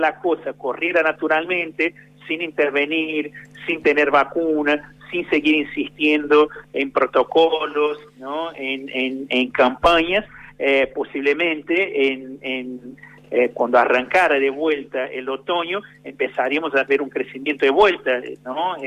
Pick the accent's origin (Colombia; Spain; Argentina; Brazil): Brazil; yo que soy de Brasil, puedo decir con mucha propiedad que venís a una temperatura media de 35 grados, 36 grados, por lo menos donde vivía yo